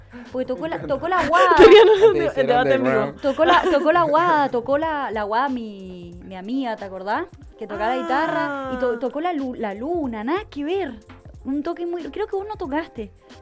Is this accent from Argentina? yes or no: yes; Guaymallén, Mendoza, Argentina; En Guaymallén, siempre ahí. Mucho en Bermejo también, pues los abuelos de mi mamá y el papá de mi mamá son de acá. Y mucho en el Sauce, en Tirazo. Pues mi viejo se fue a vivir ahí cuando yo era guacho